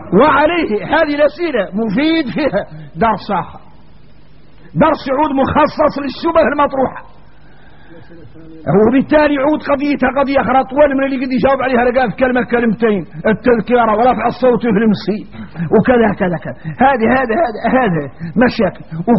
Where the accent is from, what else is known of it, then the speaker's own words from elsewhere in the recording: Mauritania; يا غار احنا موريتاني بين هذا الباطل المترسخ في قلوبنا